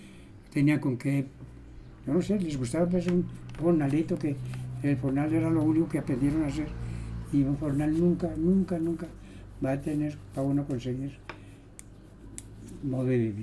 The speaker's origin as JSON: {"language": "Spanish", "town": "Guane", "region": "Santander", "country": "Colombia", "tie": "born or raised there", "said": "Nacido el 24 de febrero de 1923, en el municipio de Guane, La Vereda, Barro Blanco, aquí."}